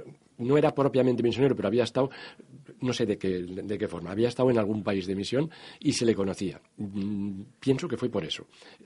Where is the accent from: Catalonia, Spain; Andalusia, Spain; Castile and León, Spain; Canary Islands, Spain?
Castile and León, Spain; Burgos; moved away as an adult; vinimos 5 compañeros también de Burgos. Primero habíamos intentado encontrar trabajo en Valladolid, en Vitoria, y no había forma.